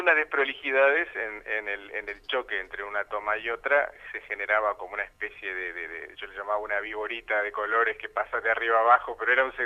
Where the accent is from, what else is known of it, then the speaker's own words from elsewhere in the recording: Uruguay; somos 7 artistas uruguayos que vamos a ir a la Bienal de Poznan en Polonia